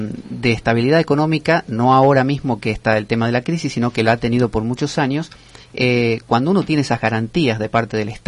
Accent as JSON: {"language": "Spanish", "country": "Argentina", "said": "La ventaja es que mientras no hablemos, nadie se da cuenta que somos argentinos."}